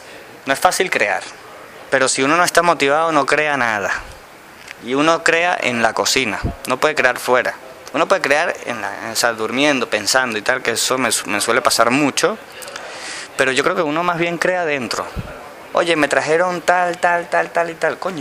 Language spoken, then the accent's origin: Spanish; France; Yo vengo de Francia también, ojo al dato.